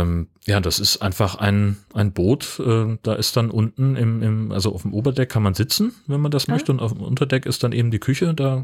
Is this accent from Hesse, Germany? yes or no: yes; Hesse, Germany; Ja, ich bin ja in Hessen aufgewachsen